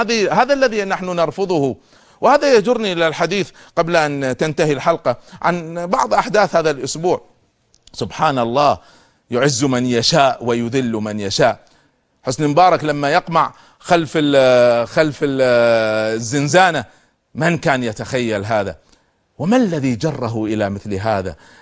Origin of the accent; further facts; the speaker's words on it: Kuwait; عندنا في الكويت أمام السفارة السورية